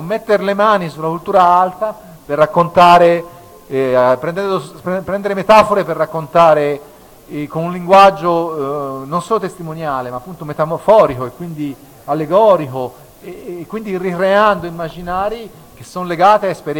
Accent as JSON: {"language": "Italian", "region": "Tuscany", "country": "Italy", "tie": "born or raised there", "said": "io sono originario dell'Alta Maremma, lì c'è ancora la poesia estemporanea ottava rima che a volte pastori e contadini fanno"}